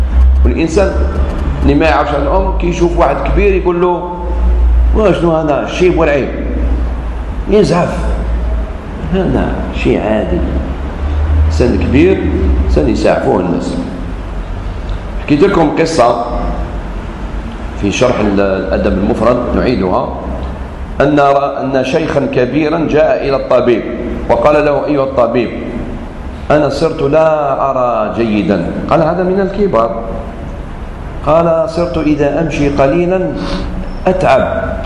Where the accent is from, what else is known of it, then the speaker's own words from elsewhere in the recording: Algeria; نقولها سمحين أنا جزائري